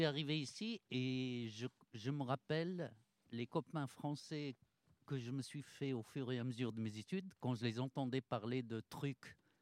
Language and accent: French; Morocco; moved away as an adult; now in Orléans, France; Moi, je suis arrivé avec mon baccalauréat du Maroc pour faire mes études à l'Université d'Orléans.